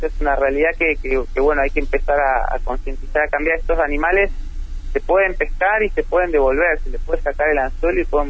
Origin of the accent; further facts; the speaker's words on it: Neuquén, Argentina; Sí, yo soy oriundo de Neuquén, el año 99-2000 inicié mis estudios de biología